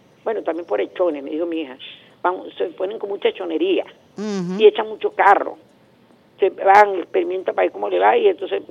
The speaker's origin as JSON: {"language": "Spanish", "country": "Venezuela"}